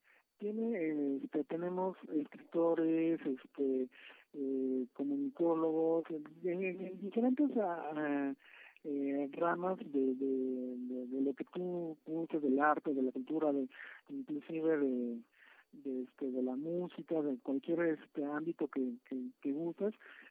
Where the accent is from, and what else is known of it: Mexico; first language Spanish